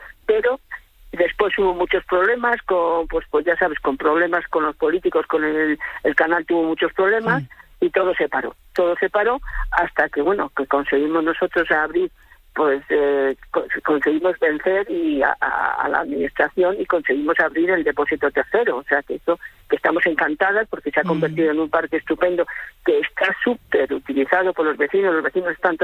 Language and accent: Spanish; Madrid, Community of Madrid, Spain; pienso yo como ciudadana que soy de Madrid.